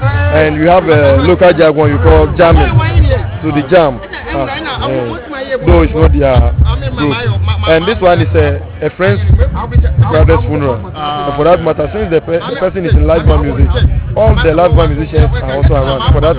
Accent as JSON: {"language": "English", "region": "Western Region", "country": "Ghana", "said": "In fact, I'm from the Western region of Ghana."}